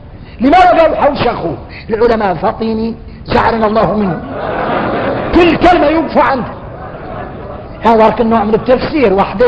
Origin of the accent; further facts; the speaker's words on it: Mauritania; احنا ارك موريتاني